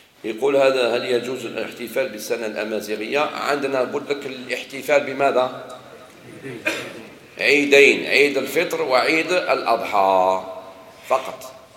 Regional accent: Algeria; لا، احنا جزائري في الوطن والدين

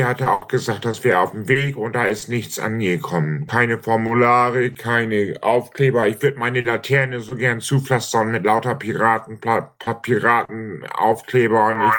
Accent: Brunsbüttel, Schleswig-Holstein, Germany; Brunsbüttel. Ich wohne in Schleswig-Holstein, ich bin Brunsbüttler.

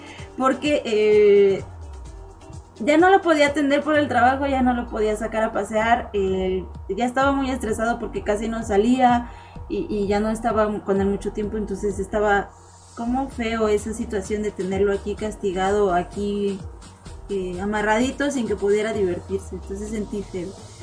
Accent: Mexico City, Mexico; sí, soy del DF. ¡Ay! Del ex DF, ahora somos, ¿qué? Ciudad de México. Ahora somos Ciudad de México.

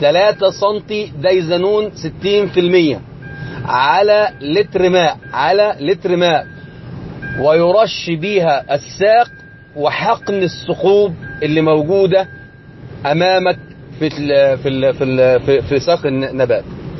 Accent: Egypt; أو زي ما يسمى عندنا في مصر السوسة المانجو

